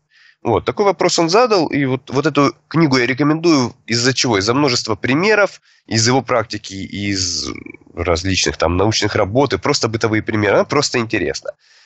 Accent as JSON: {"language": "Russian", "town": "Rostov-on-Don", "region": "Rostov Oblast", "country": "Russia", "said": "Я учитель трезвости из Ростова-на-Дону."}